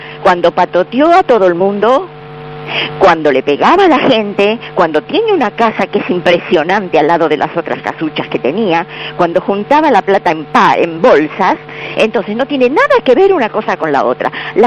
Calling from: Balvanera, Buenos Aires, Argentina; de Balvanera.

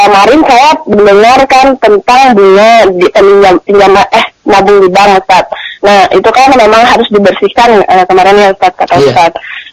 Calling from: Bogor, West Java, Indonesia; Iya, saya dari Bogor

